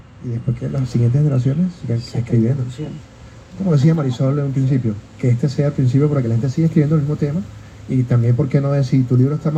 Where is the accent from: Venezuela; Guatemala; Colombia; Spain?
Venezuela; now in Chile; siendo migrante venezolano y habiendo tanta cultura en Chile